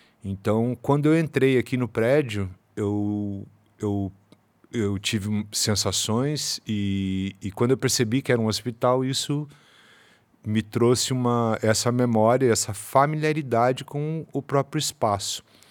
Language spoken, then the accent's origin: Portuguese; Faxinal, Paraná, Brazil; Quando era criança, em Faxinal, uma cidade do interior do Paraná, eu brinquei por duas vezes em hospitais abandonados